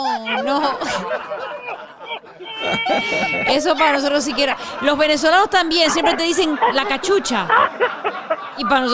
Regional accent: Argentina; now in Miami, United States; Cuando yo llegué aquí de Argentina y había muchas palabras cubanas. Que para nosotros no eran comunes.

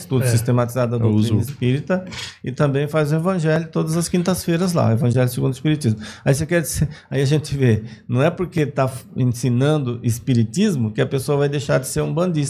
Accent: Bahia, Brazil; porque eu sou da Bahia, cara, da Bahia é mais forte as coisas.

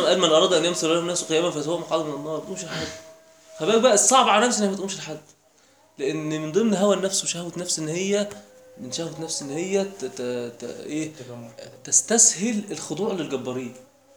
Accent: Egypt; احنا كمصريين الدنيا عندنا ابسط من كده

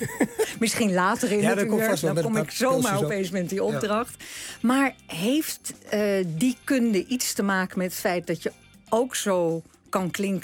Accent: northern Netherlands, Netherlands; We komen allebei uit Noorden.

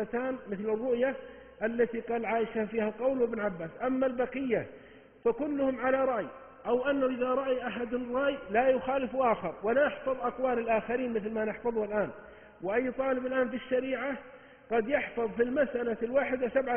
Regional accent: Saudi Arabia; عندنا 8 صحف يومية و9 عندنا في السعودية هنا

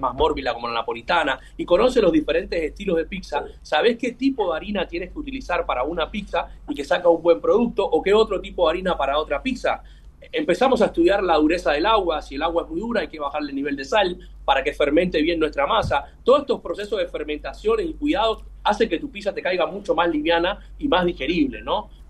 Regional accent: Cuba; now in Argentina; yo soy cubano, llevo 23 años en la Argentina, vine muy joven.

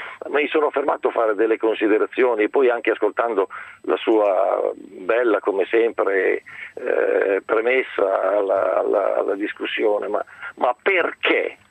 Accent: Concordia, Emilia-Romagna, Italy; Io sono originario di Concordia, i miei suoceri di Mirandola, e vado avanti e indietro tra questi due paesi. La mia attività è a Modena, grazie a Dio, come la mia casa personale

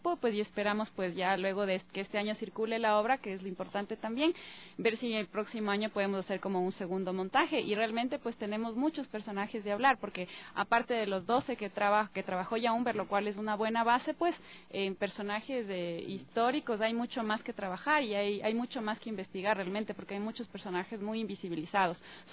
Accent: Ecuador; Para mí ha sido también como interesante como ecuatoriana volver a rever biografías

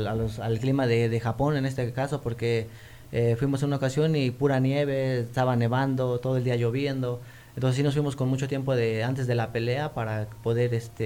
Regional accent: Mexico; Como buen mexicano, ¿no?

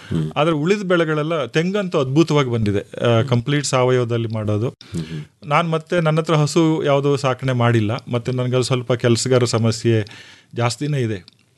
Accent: Hole Narasipura, Karnataka, India; also born or lived in Mangaluru; now in Mysuru, India; ನಾನು ಮೂಲತಃ ಹೊಳೆ ನರಸೀಪುರ ತಾಲೂಕಿನವನು. ಸೊ ನಮ್ಮ ತಂದೆನೂ ಕೃಷಿಕರೇ. ಚಿಕ್ಕ ವಯಸ್ಸಿನಲ್ಲಿ ನಾವು ಕೃಷಿ ಮಾಡ್ತಾ ಇದ್ವು. 7 ಕ್ಲಾಸಿಗೆ ನಾನು ಮುಂದಿನ ವಿದ್ಯಾಭ್ಯಾಸಕ್ಕೆ ಮಂಗಳೂರಿಗೆ ಹೋದೆ.

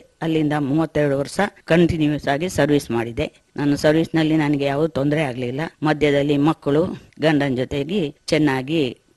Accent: Cherambane, Karnataka, India; ನಾನು ಹುಟ್ಟಿದ್ದು ಚೇರಂಬಣೆ, ಬೆಂಗೂರು ಗ್ರಾಮದಲ್ಲಿ. ಚೇರಂಬಣೆಯಲ್ಲಿ ಓದಿದೆ, ಪ್ರಾಥಮಿಕ ಶಾಲೆಯನ್ನು ಮುಗಿಸಿ ಆಮೇಲೆ ಹೈಸ್ಕೂಲು ನಾಪೋಕ್ಲಲ್ಲಿ 1 ವರ್ಷ ಓದಿ ಪುನಃ ಚೇರಂಬಣೆ ಜೂನಿಯರ್ ಕಾಲೇಜಿಗೆ ಬಂದೆ. ಅಲ್ಲಿ ನಾನು SSLC ಮುಗಿಸಿದೆ.

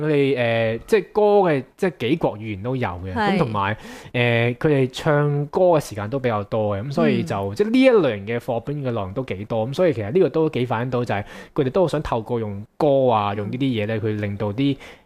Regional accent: China; 细个喺大陆嗰啲山区嘅厕所就系咁样啦

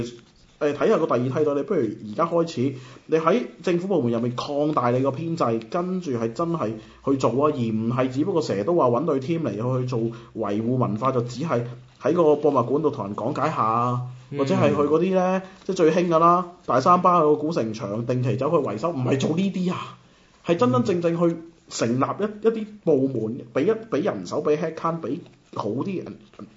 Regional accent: Macau; 我哋係講廣東話，我哋係澳門土生土長嘅人

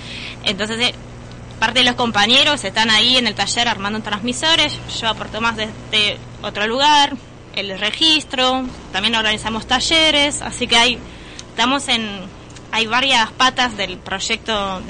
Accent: Paris, Île-de-France, France; De París.

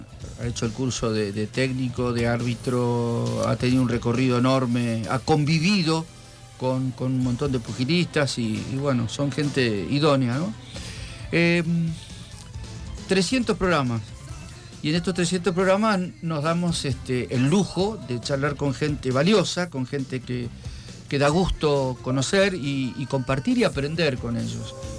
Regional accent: Argentina; En algunos casos nosotros como argentinos

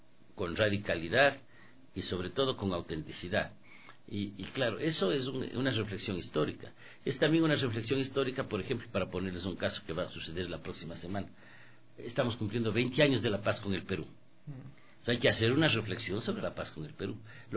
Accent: Ecuador; nosotros tenemos que sentarnos como ecuatorianos

